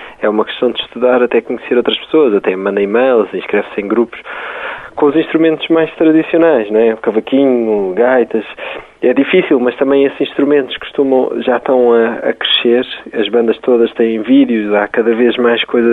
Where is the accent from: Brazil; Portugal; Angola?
Portugal; Se nós vamos a um sítio e somos de Portugal